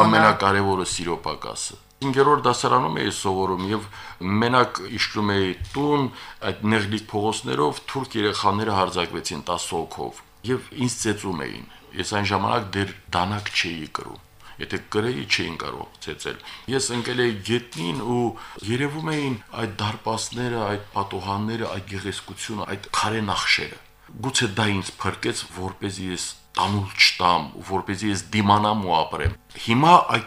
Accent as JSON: {"language": "Armenian", "town": "Shushi", "region": "Nagorno-Karabakh", "country": "Azerbaijan", "tie": "born or raised there", "said": "Ես մեկ-մեկ մտածում եմ, որ ամբողջությամբ գուցե կորցրել ենք այն Շուշին, որը կար իմ մանկության տարածքներում, իմ մանկության մեջ"}